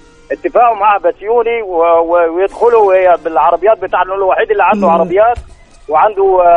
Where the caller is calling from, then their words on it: Cairo, Cairo Governorate, Egypt; بكلمكم من القاهرة